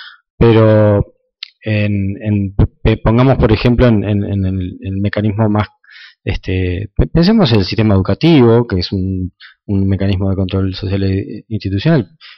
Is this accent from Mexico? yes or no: no; Uruguay; Y no es que somos los uruguayos seamos incapaces